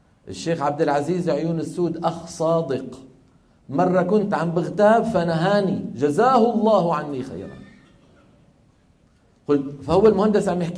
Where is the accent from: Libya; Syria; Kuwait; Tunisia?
Syria; Damascus, Damascus Governorate; لما ينزل إلى دمشق اللي هي مدينتي أنا